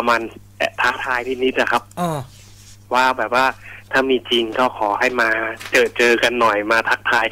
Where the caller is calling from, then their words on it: Si Racha, Chonburi, Thailand; ตอนนี้พักอยู่แถวศรีราชครับ